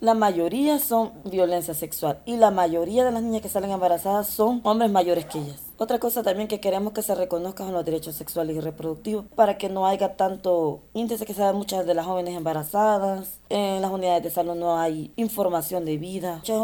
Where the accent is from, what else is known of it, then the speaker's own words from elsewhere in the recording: El Salvador; yo vengo del grupo … soy de El Salvador.